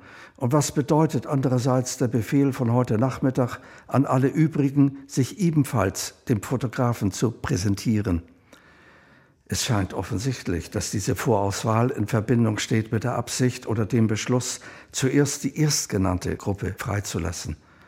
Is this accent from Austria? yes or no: yes; Vienna, Austria; born there; 1936 geboren in Wien, bin selbst Verfolgter des Naziregimes